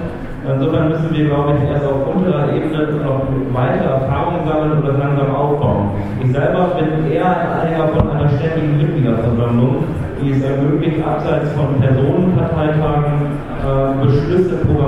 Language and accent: German; Bremen, Germany; Ich komme aus Bremen, wir brauchen 10% für den Listenplatz